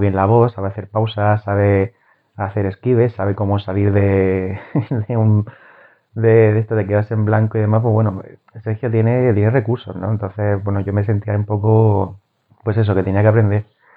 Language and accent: Spanish; Murcia, Region of Murcia, Spain; Es que yo no tengo dicción, soy de Murcia, entenderme, no tengo dicción, no sé vocalizar bien.